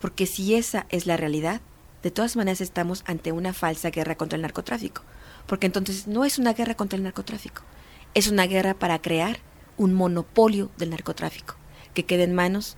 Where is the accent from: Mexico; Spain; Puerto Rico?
Mexico; Por supuesto que eso, a mí como periodista y como mexicana, me aterroriza.